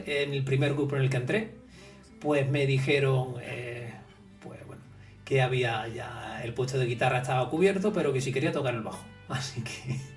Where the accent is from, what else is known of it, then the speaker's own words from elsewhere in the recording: Córdoba, Andalusia, Spain; en mi Córdoba natal, yo soy cordobés.